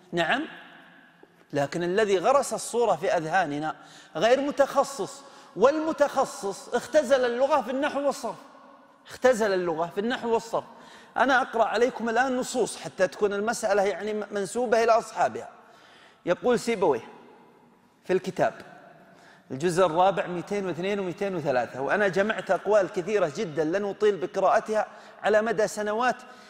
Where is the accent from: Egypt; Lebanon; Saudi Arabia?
Saudi Arabia; لذلك رأينا عندنا في السعودية